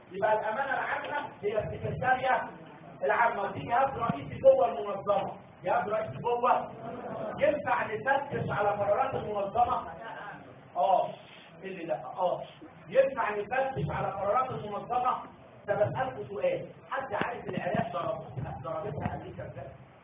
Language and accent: Arabic; Egypt; زي ما بيجوا عندنا في مصر يفتشوا على السجون